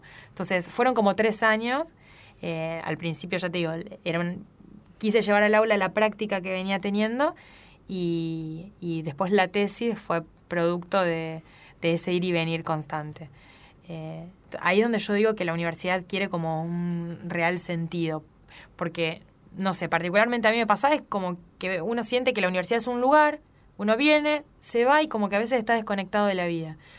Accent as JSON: {"language": "Spanish", "town": "Pujato", "region": "Santa Fe", "country": "Argentina", "said": "Pero yo soy de Pujato y yo viajé toda la carrera 3 horas por día para estudiar."}